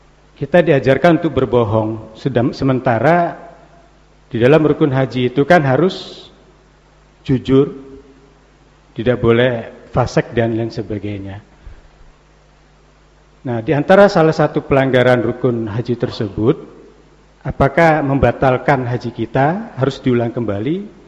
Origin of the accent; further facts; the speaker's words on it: West Sumatra, Indonesia; Kebetulan saya orang Minang.